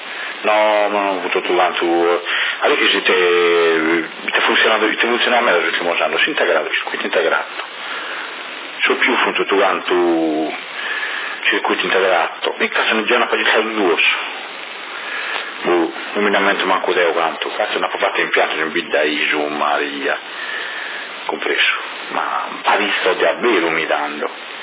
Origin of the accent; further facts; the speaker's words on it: China; Italian is a second language; Sono cinese